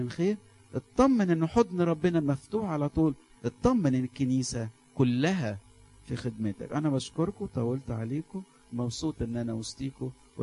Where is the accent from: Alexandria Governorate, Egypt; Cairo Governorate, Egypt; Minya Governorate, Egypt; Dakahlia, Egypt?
Alexandria Governorate, Egypt; Alexandria; وخاف إن المشهورة تكبر تكبر تكبر عندنا في اسكندرية